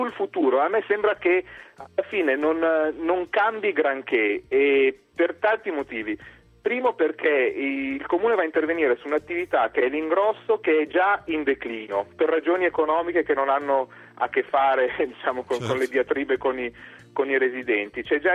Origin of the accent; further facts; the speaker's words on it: Milan, Lombardy, Italy; io da milanese me la ricordo com'era 20 anni fa